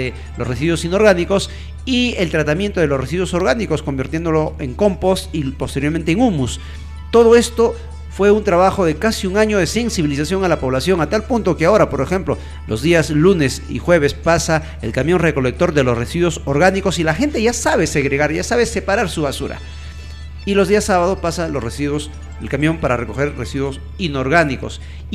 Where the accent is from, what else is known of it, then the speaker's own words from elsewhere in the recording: Carhuaz, Ancash, Peru; en la ciudad de Caruaz, de donde yo soy